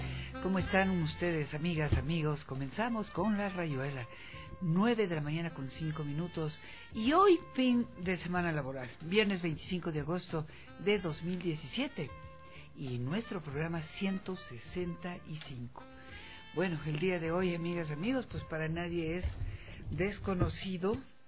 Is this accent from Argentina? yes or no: no; Quito, Pichincha, Ecuador; el unirnos como quiteños, como ecuatorianos en general, es importantísima.